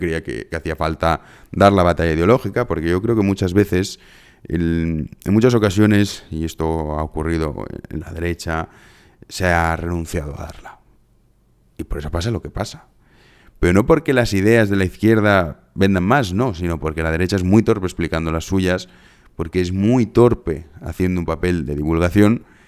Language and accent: Spanish; Spain; yo la verdad es que me siento muy, muy a gusto siendo español, me siento privilegiado. Yo he tenido la suerte de vivir en otros países, conozco otros tantos, tampoco conozco todos los que me gustaría. Pero yo no cambiaría mi lugar de nacimiento.